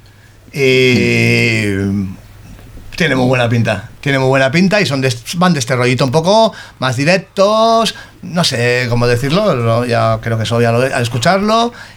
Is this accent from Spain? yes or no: yes; Bilbao, Basque Country, Spain; yo me criaba en la grada de San Mamés y soy de San Ignacio